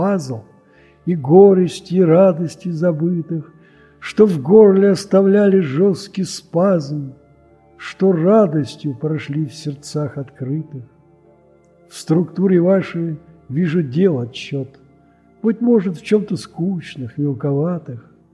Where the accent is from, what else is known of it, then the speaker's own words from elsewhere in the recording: Moscow, Russia; Я москвич, пенсионер.